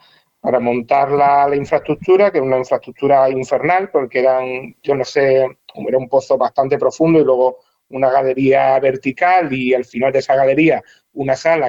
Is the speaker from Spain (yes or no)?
yes; Andalusia, Spain; como somos los andaluces